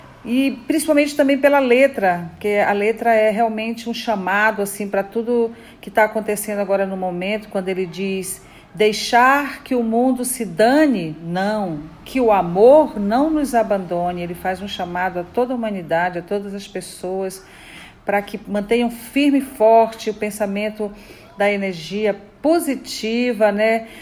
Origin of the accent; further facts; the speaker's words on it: Maranhão, Brazil; também conterrâneo, porque eu sou do Maranhão.